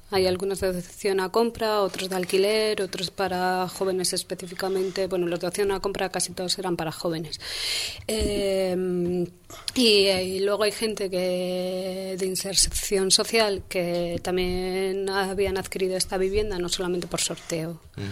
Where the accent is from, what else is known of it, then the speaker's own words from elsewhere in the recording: Madrid, Community of Madrid, Spain; como ciudadana madrileña quería saber a quién habían vendido la vivienda de protección oficial que habíamos pagado todos los madrileños